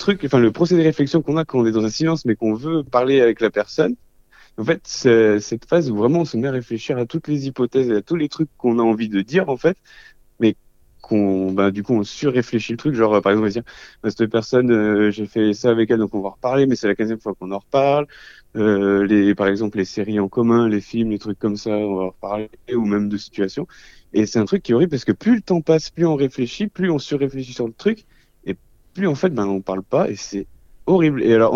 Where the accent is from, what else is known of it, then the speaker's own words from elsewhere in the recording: Saint-Étienne, Auvergne-Rhône-Alpes, France; Alors, moi, du coup, je viens de Saint-Etienne, aka la capitale du kiff.